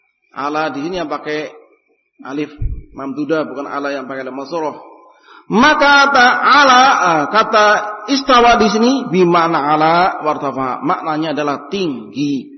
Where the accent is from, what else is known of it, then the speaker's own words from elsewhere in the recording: Java, Indonesia; Ini bahasa Arab dulu, Pak. Kita orang Jawa sih.